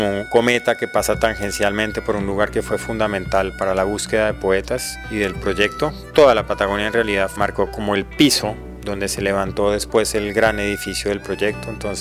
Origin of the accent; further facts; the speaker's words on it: Colombia; soy escritor de Colombia.